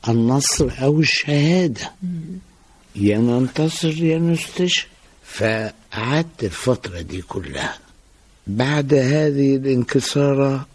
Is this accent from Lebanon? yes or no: no; Beni Suef Governorate, Egypt; also born or lived in Alexandria; أنا نشأت في محافظة بني سويف وقضيت فترة من حياتي هناك، ثم انتقلنا إلى الإسكندرية،